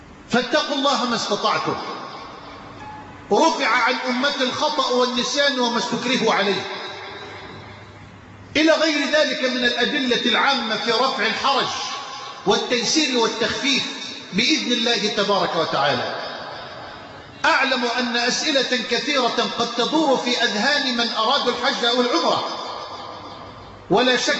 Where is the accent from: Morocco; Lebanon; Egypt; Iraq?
Egypt; اللهم اجعل بلدنا مصر امنا امانا سخاء رخاء